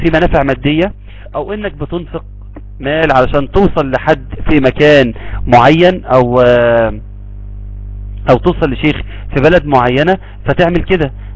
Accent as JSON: {"language": "Arabic", "country": "Egypt", "said": "الشيخ ده عندنا في مصر"}